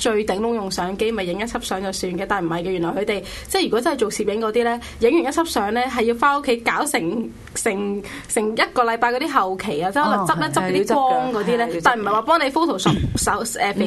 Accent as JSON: {"language": "Cantonese", "town": "Shenzhen", "region": "Guangdong", "country": "China", "tie": "born or raised there", "lives_now": "Hong Kong", "said": "就去咗深圳我老家。"}